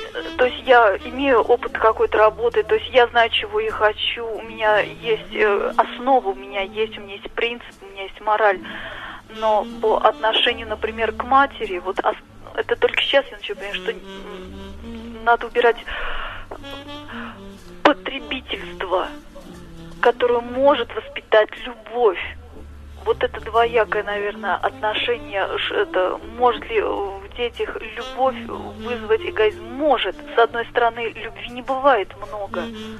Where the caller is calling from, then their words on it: Saratov, Saratov Oblast, Russia; я звоню из Саратова. Мне 29 лет, я уже сама являюсь мамой и являюсь дочкой.